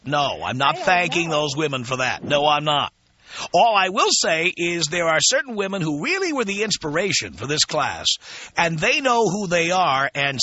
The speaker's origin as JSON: {"language": "English", "region": "New York", "country": "United States", "also_born_or_lived": "Miami / Phoenix / Boston", "said": "No, dear, no. I'm from New York originally. I lived in Miami. I lived in Phoenix. I lived in Boston."}